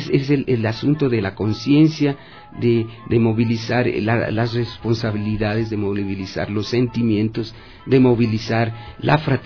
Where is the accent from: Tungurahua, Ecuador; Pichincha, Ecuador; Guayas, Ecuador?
Pichincha, Ecuador; Quito; eso somos los quiteños. De alguna manera tenemos un ancestro o somos originarios de provincia.